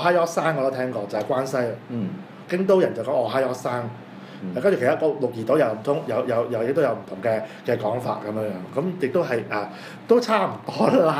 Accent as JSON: {"language": "Cantonese", "country": "Hong Kong", "said": "你唔知，我其實我香港嚟㗎。"}